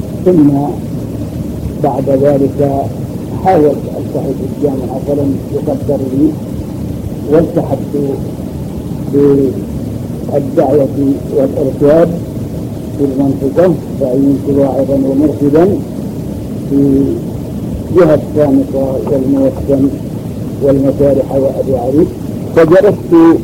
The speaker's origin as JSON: {"language": "Arabic", "town": "Al-Majaniyah", "region": "Jazan Province", "country": "Saudi Arabia", "tie": "born there", "said": "من مواليد قرية المجانية، وكانت ولادتي في آخر عام 46,300."}